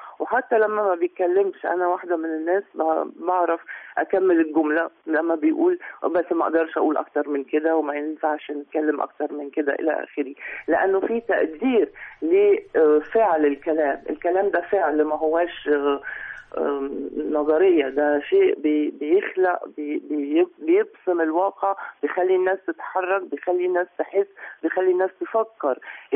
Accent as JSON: {"language": "Arabic", "country": "Egypt", "said": "وأنا مش بتكلم عن نفسي، أنا بتكلم علينا كمصريين"}